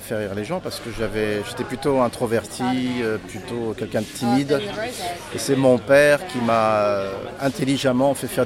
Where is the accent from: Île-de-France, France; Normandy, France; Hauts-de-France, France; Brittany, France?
Île-de-France, France; Paris; born there